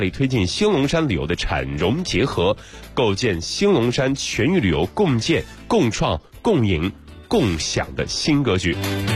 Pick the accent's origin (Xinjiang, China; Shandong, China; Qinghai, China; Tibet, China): Shandong, China; Weifang; 哎呀，这个第二个消息我看到还是非常的开心，这是我的家乡了，好朋友们。世界最大无轴式摩天轮正式投用。哎呀，山东潍坊的朋友，你们可以听到这个消息很开心哈。